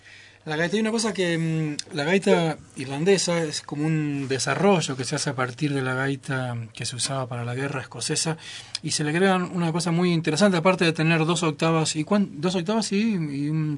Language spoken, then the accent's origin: Spanish; Lago Puelo, Chubut, Argentina; Los que somos de Puelo venimos a Bolsón a ver espectáculos